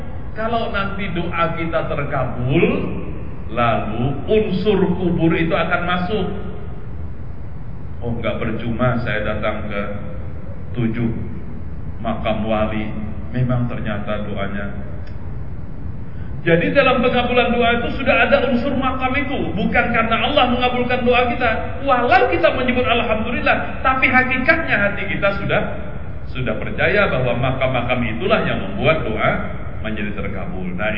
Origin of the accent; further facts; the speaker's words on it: Banjarmasin, South Kalimantan, Indonesia; Apalagi di kampung saya di Banjarmasin